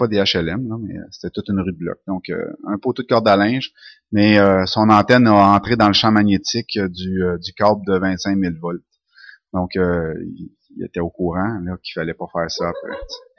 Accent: Sherbrooke, Quebec, Canada; also born or lived in Saint-Henri; Je suis né à Saint-Henri. J'ai pas grandi là, par contre, ma mère venait de Sherbrooke et ma famille aussi, donc on est déménagé à Sherbrooke tout de suite, très très jeune.

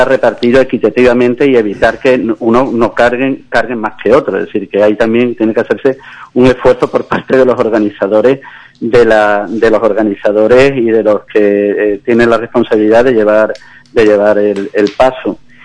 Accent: Algeciras, Andalusia, Spain; yo cuando tenía de 16 a 21 años estuve cargando en mi pueblo natal, Algeciras.

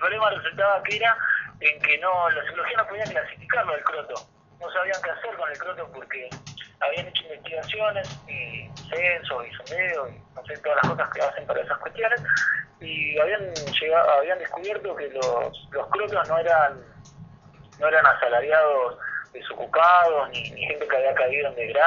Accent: Río Gallegos, Santa Cruz, Argentina; moved away as an adult; Viví hasta los 18 años ahí. Y en Gallegos sí, hay muchos crotos y hay que... O sea, si acá hace frío, te imaginás en Río Gallegos, que queda mucho más al sur.

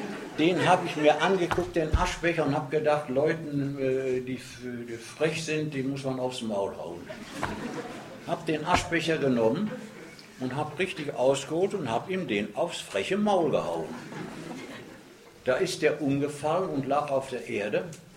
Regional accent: Dortmund, North Rhine-Westphalia, Germany; born there; Und das ist also in meinem dort in Scharnhorst bei Dortmund, wo ich geboren bin. Da war ich da in einer Bergarbeiterfamilie.

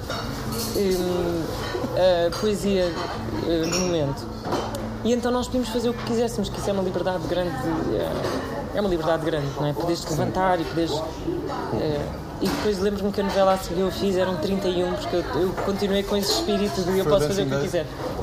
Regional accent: Lisbon, Portugal; born there; Eu nasci em São Domingos de Benfica, como muitas pessoas em Lisboa.

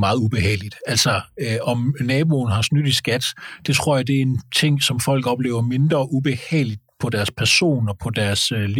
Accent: Jutland, Denmark; nu er jeg fra Jylland, så det vil jeg være meget påpasset med at anmelde med det.

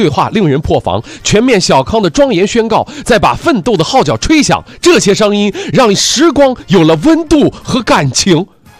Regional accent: China; 我们中国人

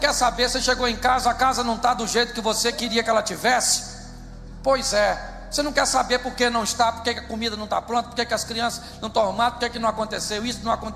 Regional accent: Rio de Janeiro, Brazil; Eu sou carioca, mas sou convertido.

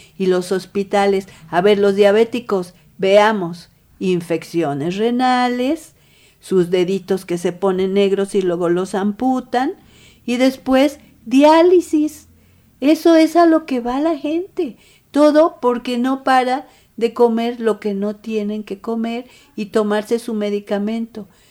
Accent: Mexico; que son lo que nos va a matar como mexicanos o mexicanas

